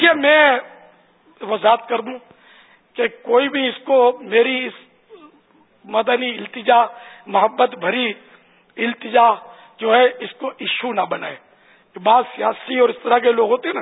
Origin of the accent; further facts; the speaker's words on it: Karachi, Sindh, Pakistan; born there; لیکن میں پاکستان میں پیدا ہوا ہوں. باب المدینہ میرا مولد ہے, میرا برتھ پیلس باب المدینہ کراچی ہے, تو ہم تو اصلاً نسلاً پاکستانی ہوں